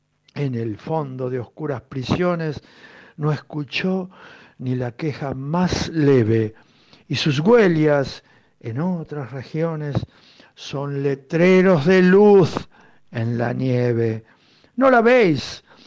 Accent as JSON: {"language": "Spanish", "country": "Argentina", "said": "Soy argentino."}